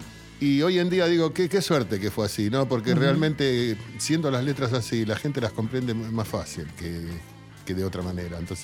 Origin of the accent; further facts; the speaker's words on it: Buenos Aires, Argentina; yo me crié en Barracas, yo me crié en un barrio de tango.